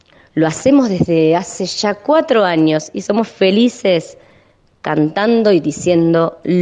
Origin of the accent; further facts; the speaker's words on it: Bariloche, Río Negro, Argentina; soy integrante de una murga de mujeres llamada … Venimos de la montaña, de los lagos, de los ríos, de la estepa. Venimos de varios barrios de Bariloche.